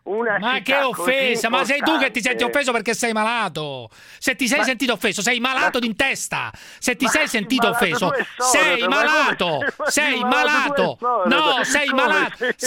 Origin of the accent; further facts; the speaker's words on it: Naples, Campania, Italy; Io sono di Napoli e non posso dire, non possono dire niente su Napoli.